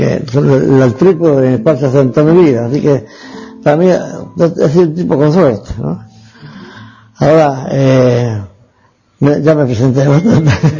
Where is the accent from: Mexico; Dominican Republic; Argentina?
Argentina; Hernando, Córdoba; also born or lived in Venezuela / Cuba; nací en Hernando el 8 de agosto de 1922. Yo tengo prácticamente tres patrias, ¿no? Argentina, donde nací, donde me formaron científica y éticamente. Venezuela, donde me hice profesional como científico